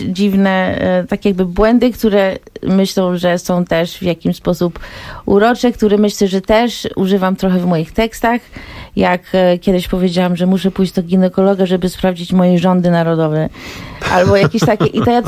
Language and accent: Polish; United States; Jestem Polką Amerykanką, wychowałam się w Stanach i te dwa języki mam w palcu od urodzenia.